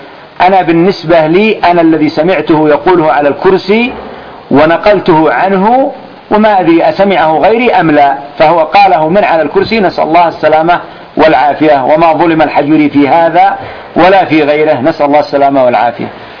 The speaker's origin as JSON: {"language": "Arabic", "country": "Yemen", "said": "فمثلا الآن التونة ما يسمى عندنا في اليمن تونة"}